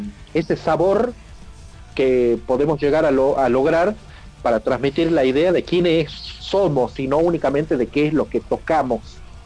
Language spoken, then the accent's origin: Spanish; Salta, Argentina; tengo 48 años, soy nacido en Salta, toco dentro de las ramas del metal desde chico